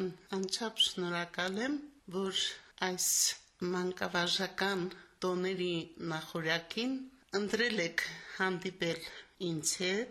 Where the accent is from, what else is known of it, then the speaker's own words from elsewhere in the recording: Samtskhe-Javakheti, Georgia; moved away; also born or lived in Shushi; ես ասում եմ ավելի շատ ես Ղարաբաղցի եմ, քան Ջավախցի։